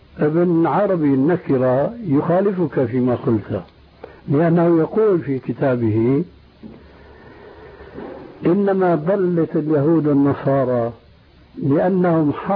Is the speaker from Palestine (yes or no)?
no; Syria; عندنا في سوريا